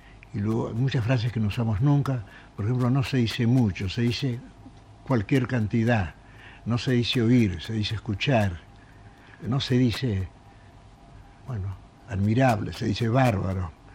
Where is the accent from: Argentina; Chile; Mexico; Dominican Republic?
Argentina; mucha gente me dice a mí que yo no hablo como argentino. En las peluquerías me han preguntado, dígame, ¿usted llegó hace poco de España?